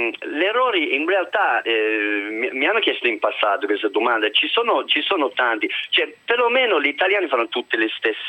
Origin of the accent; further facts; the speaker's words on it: Birmingham, West Midlands, United Kingdom; Italian is a second language; Ma io dico così, io sono di Birmingham